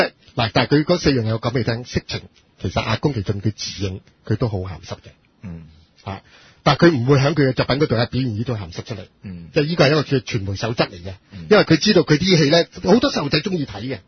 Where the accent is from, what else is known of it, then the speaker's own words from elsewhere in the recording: China; 我上個身啦，我係中國人嚟噶。